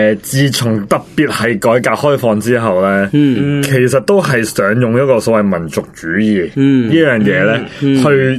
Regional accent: China; 其实我身为中国人咧。其实我真系冇所谓嘅

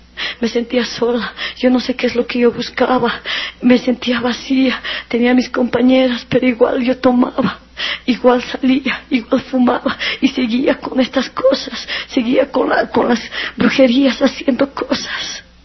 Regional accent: La Paz, Bolivia; Yo andaba camote, como se dice aquí en La Paz, en mi país, cuando estamos enamorados.

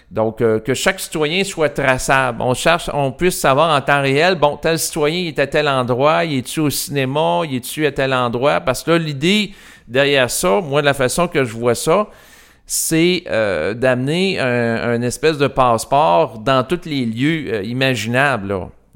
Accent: Quebec, Canada; je parle en tant que Québécois

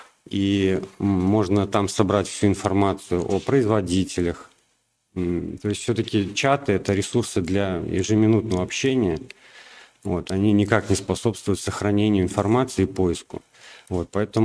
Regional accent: Belarus; now in Russia; я, например, приехал с Беларуси. В России здесь столкнулся с проблемой, что у нас в Беларуси продукты намного лучше, чем в России.

